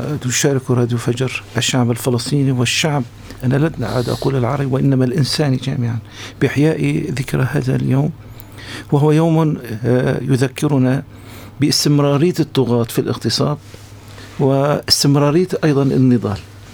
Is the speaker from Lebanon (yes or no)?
no; Syria; لأنني أنا كمواطن سوري لا أستطيع أن أميز وأفرق يوما من الأيام